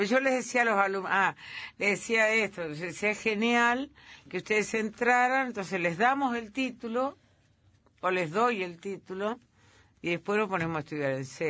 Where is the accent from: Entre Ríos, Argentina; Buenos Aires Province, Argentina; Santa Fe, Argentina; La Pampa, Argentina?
Entre Ríos, Argentina; Entre Ríos, que es mi tierra.